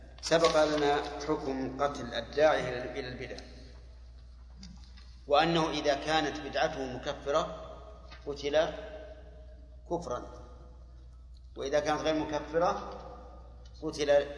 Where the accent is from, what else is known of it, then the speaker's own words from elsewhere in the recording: Saudi Arabia; لأن الحاج حتى لو جاء مثلا وجد عندنا في السعودية يعني جماعة في التوعية ما يكفي